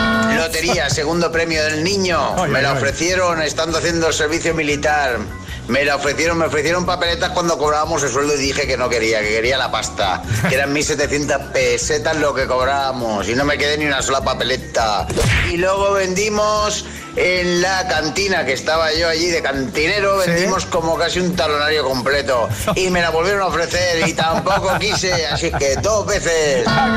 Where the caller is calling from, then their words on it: Valencia, Valencian Community, Spain; de Valencia.